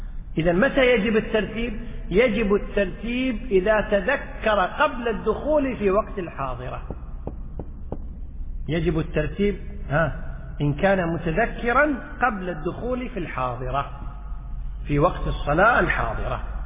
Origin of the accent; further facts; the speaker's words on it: Kuwait; مثل ما احنا عندنا في الكويت والله الحمد، جميع الصلوات تصلى في أول الأوقات